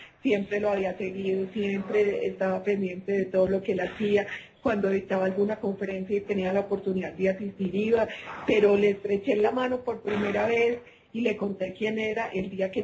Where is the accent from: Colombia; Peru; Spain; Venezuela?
Colombia; Medellín, Antioquia; born there; yo nací en Medellín